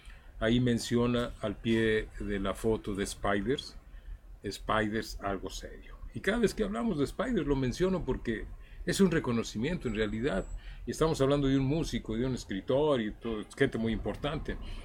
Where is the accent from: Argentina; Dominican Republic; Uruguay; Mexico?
Mexico; Guadalajara, Jalisco; Y rock mexicano, soy de Guadalajara.